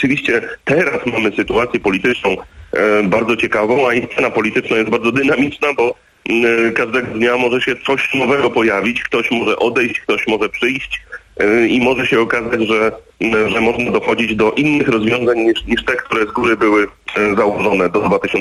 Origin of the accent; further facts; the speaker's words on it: Gdynia, Pomeranian Voivodeship, Poland; no bo ja jednak jestem z Gdyni, więc operowałem w Trójmieście.